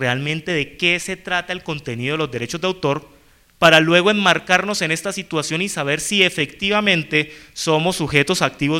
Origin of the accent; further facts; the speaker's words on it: Cali, Valle del Cauca, Colombia; now in Bogotá, Colombia; yo vivo en Bogotá, yo soy caleño, pero pues hace 8 años vivo en Bogotá